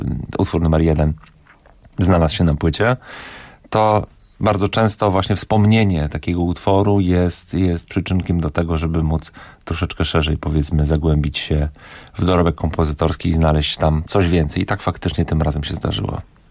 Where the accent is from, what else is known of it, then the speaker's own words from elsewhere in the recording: Katowice, Silesian Voivodeship, Poland; To jest rodzina z Katowic. Ja też z Katowic pochodzę